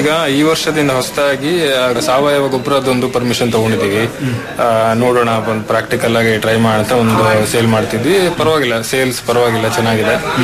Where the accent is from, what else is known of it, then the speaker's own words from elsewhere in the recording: Sirsi, Karnataka, India; ಮೂಲತಃ ನಾನು ಕೂಡ ಸಿರಿಸಿಯವನೇ